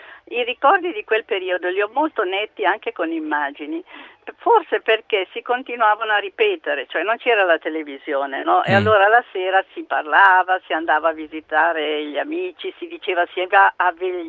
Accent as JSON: {"language": "Italian", "town": "Albisola", "region": "Liguria", "country": "Italy", "said": "io sono di Albisola, Savona, e sto andando a Trieste da mia figlia perché sono nonna"}